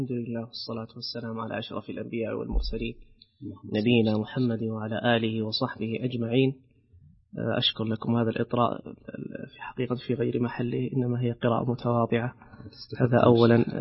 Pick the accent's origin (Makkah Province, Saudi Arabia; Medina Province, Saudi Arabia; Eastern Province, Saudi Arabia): Medina Province, Saudi Arabia; Medina; فأنا من مواليد المدينة، أخوكم الصغير من مواليد مدينة رسول الله صلى الله عليه وسلم.